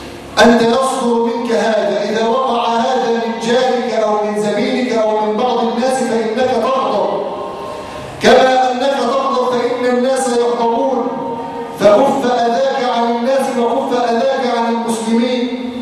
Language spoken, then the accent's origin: Arabic; Egypt; نسأله أن يجعل بلادنا مصر آمنة مطمئنة